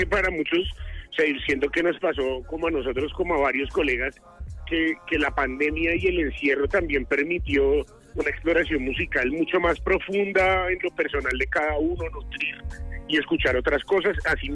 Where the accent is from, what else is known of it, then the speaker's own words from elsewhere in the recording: Bogotá, Colombia; Yo creo que somos la cuota de la casa, no sé si me hago entender, como los rolos representando en el teatro con subsidio.